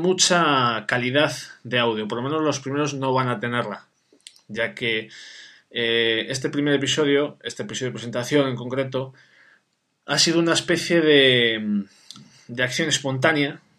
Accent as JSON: {"language": "Spanish", "town": "Sahagún", "region": "Castile and León", "country": "Spain", "tie": "born or raised there", "said": "de un pueblo que se llama Sahagún, que está en la provincia de León, que es mi pueblo, como a mí me gusta llamarla, la costa del adobe."}